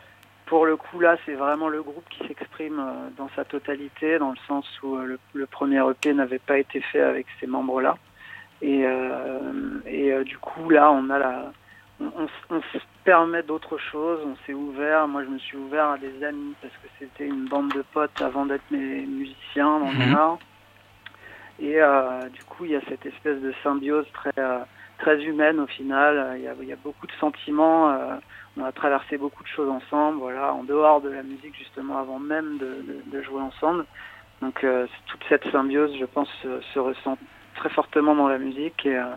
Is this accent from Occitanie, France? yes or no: no; Paris, Île-de-France, France; Et on est de Paris.